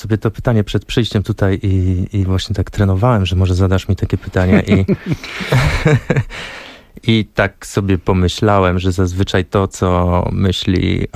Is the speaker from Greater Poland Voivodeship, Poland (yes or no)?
yes; Szamotuły, Greater Poland Voivodeship, Poland; Żyrardów, Poznań, Szamotuły, moje rodzinne miasto